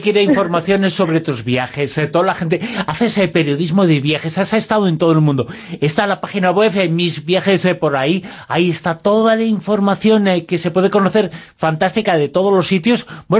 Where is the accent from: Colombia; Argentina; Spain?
Spain; Zaragoza, Aragon; estoy en Groenlandia, vengo de Zaragoza, que mira que hace frío